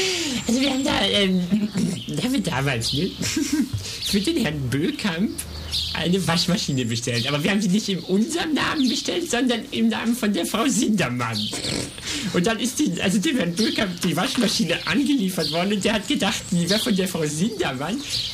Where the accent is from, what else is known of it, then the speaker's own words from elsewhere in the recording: Bielefeld, North Rhine-Westphalia, Germany; Ja, ich komme aus Bielefeld-Bragwede.